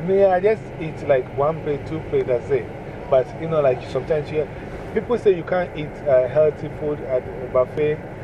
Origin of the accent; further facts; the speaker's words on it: Ghana; So I know people from my country who are here, and even from my hometown.